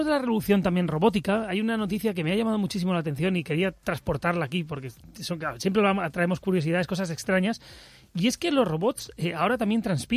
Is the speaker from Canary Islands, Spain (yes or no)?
no; Bilbao, Basque Country, Spain; Yo más, que soy de Bilbao.